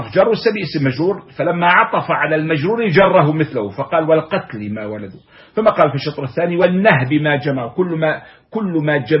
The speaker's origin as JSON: {"language": "Arabic", "country": "Palestine", "said": "ومرج عامر عندنا في فلسطين هنا في بلادنا في بلاد الشام"}